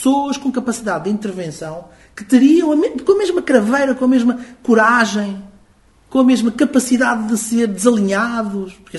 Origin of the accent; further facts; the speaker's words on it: Guimarães, Braga, Portugal; Eu que venho de Guimarães